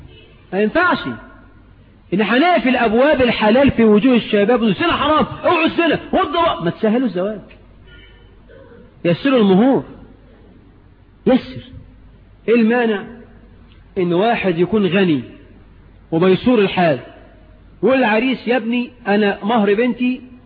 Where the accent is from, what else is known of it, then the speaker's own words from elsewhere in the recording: Egypt; لحد بقى عندنا في مصر 9 مليون عانس عدوا 30 سنة من غير جواز